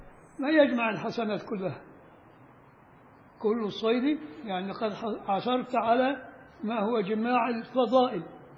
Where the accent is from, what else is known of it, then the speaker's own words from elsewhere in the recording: Upper Egypt, Egypt; أنا صعيدي عشان ما حدش يزعل، بس الصعيدة لا يعترفون بنا، ولك الصعيد فوق، تروح لغاية المليون الصعيد فوق، فين بقى؟ احنا في بني سويف